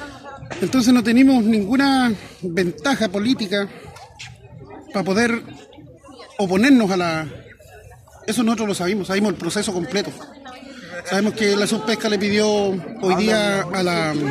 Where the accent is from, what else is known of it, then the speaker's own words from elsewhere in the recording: Tubul, Biobío, Chile; soy presidente de la comunidad indígena Nehuel Lapken Mapu. Somos de Tubul.